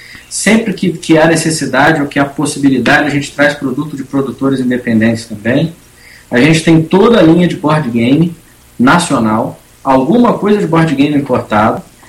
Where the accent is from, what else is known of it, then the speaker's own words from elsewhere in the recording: Rio de Janeiro, Brazil; Depois de quase 14 anos morando fora do Rio, voltei para minha terra natal.